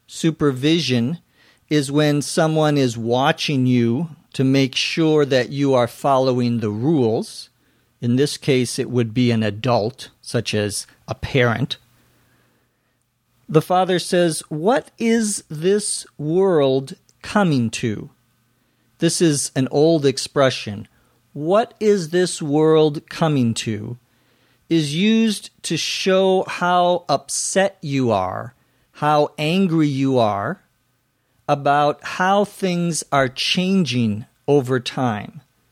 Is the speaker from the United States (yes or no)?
yes; Minnesota, United States; To tag, T-A-G, some would pronounce it tag, but I'm from Minnesota, so I pronounce it tag